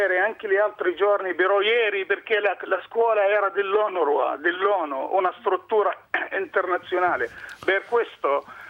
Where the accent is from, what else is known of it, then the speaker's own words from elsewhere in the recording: Haifa, Haifa District, Israel; Io sono di Haifa comunque.